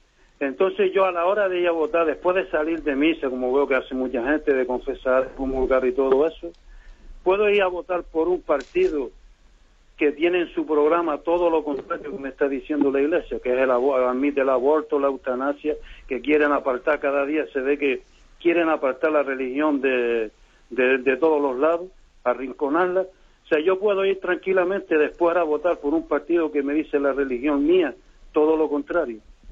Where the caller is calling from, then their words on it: Las Palmas de Gran Canaria, Canary Islands, Spain; aquí de Las Palmas, de Gran Canaria.